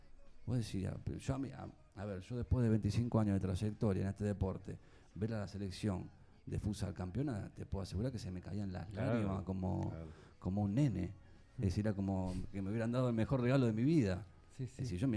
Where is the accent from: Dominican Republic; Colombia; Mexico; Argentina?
Argentina; nosotros como argentinos pretendemos que nuestra selección